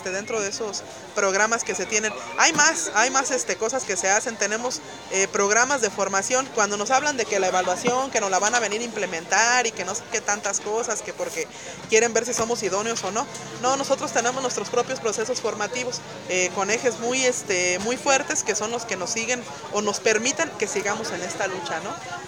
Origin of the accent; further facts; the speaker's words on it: Michoacán, Mexico; Soy de Michoacán